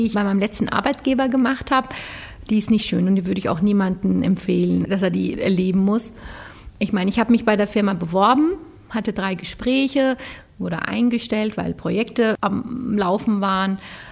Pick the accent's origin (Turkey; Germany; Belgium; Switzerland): Turkey; da ich als Türkin mit einem deutschen Kopf so überlegt habe